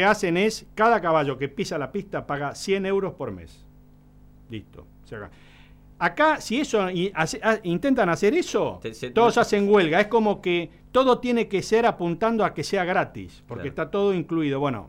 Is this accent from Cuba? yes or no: no; Argentina; Y bueno, sí, somos todos argentinos.